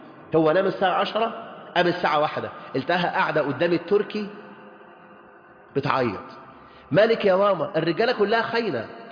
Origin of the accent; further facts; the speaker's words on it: Mansoura, Dakahlia, Egypt; أنا زوجتي من كايرو وأنا من المنصورة، فلاحين المنصورة